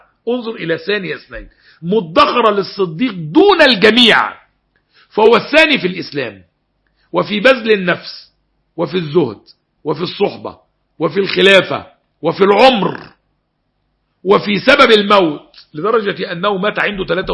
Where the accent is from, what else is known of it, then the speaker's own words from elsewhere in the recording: Egypt; الدين ما فيهوش فيه خيار وفقوس زي ما بقول عندنا في مصر